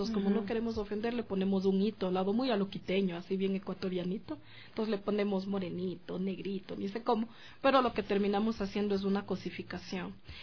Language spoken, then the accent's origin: Spanish; Quito, Pichincha, Ecuador; yo nací y vivo aquí en Quito ya.